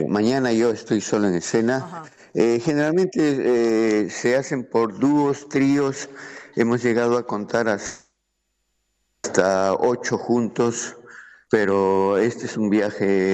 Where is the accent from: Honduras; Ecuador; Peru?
Peru; peruano, de paso por aquí, por Argentina, y ya de Buenos Aires de regreso a Lima